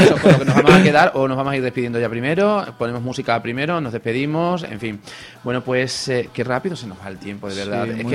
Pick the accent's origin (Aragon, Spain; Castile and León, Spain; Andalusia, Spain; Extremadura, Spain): Extremadura, Spain; Montemolín; son de mi pueblo, son de Montemolín